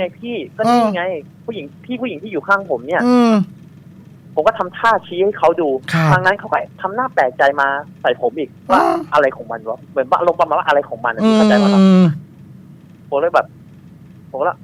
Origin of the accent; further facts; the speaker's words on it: Chachoengsao, Thailand; ผมเลยบอกว่าอ๋อบ้านผมอยู่ฉะเชิงเทราครับพี่ครับ